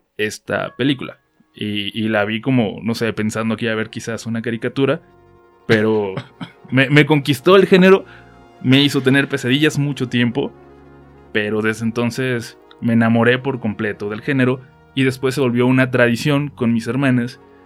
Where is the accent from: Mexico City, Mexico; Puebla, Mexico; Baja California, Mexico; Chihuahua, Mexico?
Baja California, Mexico; Tijuana; Yo soy de Tijuana y allá le decimos video.